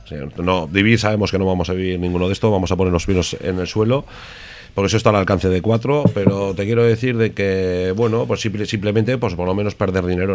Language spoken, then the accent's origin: Spanish; Ortuella, Basque Country, Spain; los de Ortuella pues tenemos una característica, que estemos donde estemos siempre seremos del mismo pueblo, ¿no? Y sí, somos de Ortuella los dos, nos conocemos de chavalería